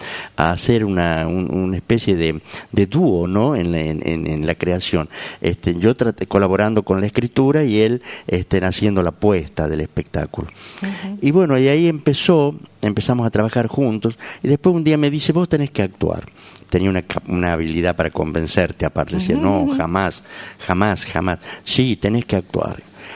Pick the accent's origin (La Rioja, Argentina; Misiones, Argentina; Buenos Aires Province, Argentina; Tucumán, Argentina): La Rioja, Argentina; moved away as an adult; also born or lived in Buenos Aires; Después yo me fui de La Rioja, estuve casi 10 años viviendo en Buenos Aires